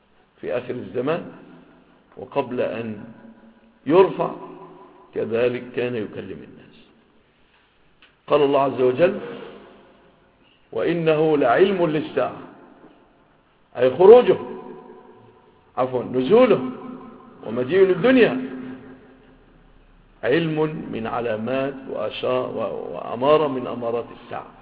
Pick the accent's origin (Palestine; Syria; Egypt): Egypt; ووجد في بلادنا مصر